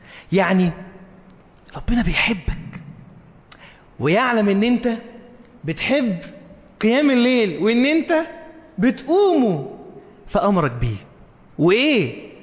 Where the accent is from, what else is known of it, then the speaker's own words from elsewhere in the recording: Egypt; لان احنا عندنا في مصر في طرق كتير ما فيهاش عمدان نور